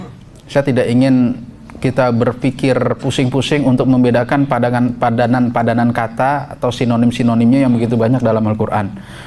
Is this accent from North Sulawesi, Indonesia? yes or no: no; Jakarta, Indonesia; saya ini asli Betawi. … itu singkatan dari rombongan Betawi, asli Rawamangun.